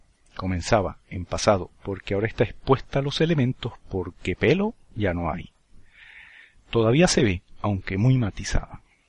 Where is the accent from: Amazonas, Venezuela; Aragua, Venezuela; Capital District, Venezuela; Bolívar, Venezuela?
Capital District, Venezuela; Caracas; Recordad que nací y me crié en Caracas, una ciudad situada a 1000 metros de altura y que goza de un clima templado muy agradable.